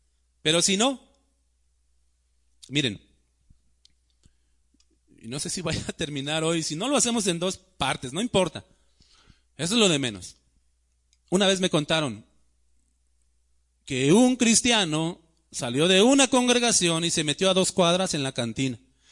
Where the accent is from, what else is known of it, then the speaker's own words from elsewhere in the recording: Mexico City, Mexico; Pues yo vengo de México, es más, soy chilango, ¿no?